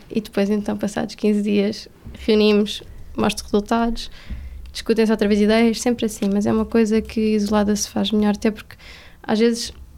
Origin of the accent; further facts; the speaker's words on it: Almada, Setúbal, Portugal; Não, eu sou de Almada.